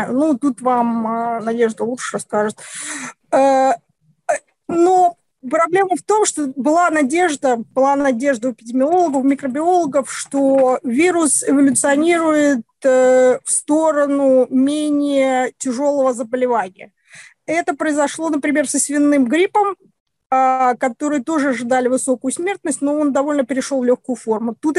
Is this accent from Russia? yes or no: no; Belarus; Я очень огорчена, как белоруска, я очень огорчена тем, что произошло в Беларуси.